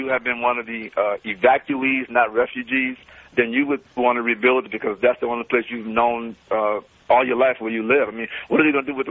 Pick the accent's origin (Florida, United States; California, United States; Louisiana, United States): Louisiana, United States; New Orleans; I'm from New Orleans. Everyone's looking at the partying aspect of the city, but what they don't realize is that's a major port in the United States.